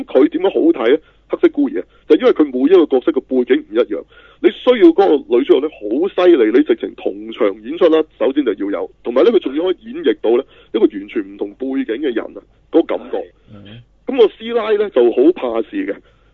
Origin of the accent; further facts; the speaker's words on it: China; 我哋中國人睇